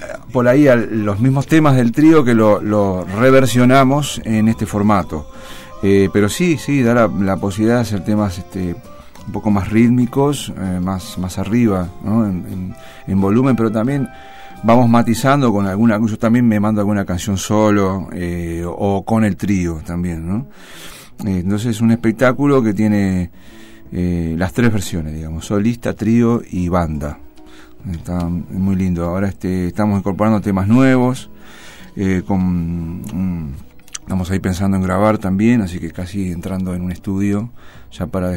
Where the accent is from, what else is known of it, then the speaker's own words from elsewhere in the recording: Uruguay; now in Mar del Plata, Argentina; mi raíz, vamos a contar a la gente, yo vengo de Uruguay, y entonces, bueno, mi folclore, mi sangre es candombera y murguera también.